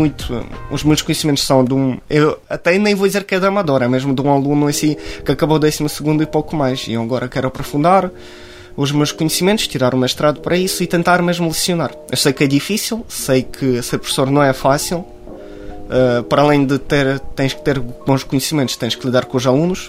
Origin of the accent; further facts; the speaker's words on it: Ukraine; born there; Portuguese is a second language; o território onde eu nasci já está ocupado pela Rússia.